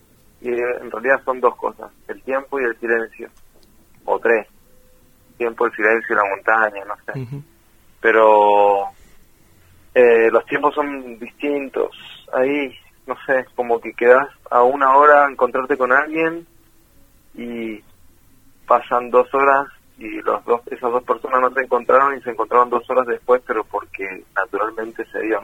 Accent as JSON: {"language": "Spanish", "region": "Mendoza", "country": "Argentina", "moved": "yes", "lives_now": "Buenos Aires, Argentina", "said": "desde el momento en el que nos fuimos de Mendoza estamos de paso en la capital."}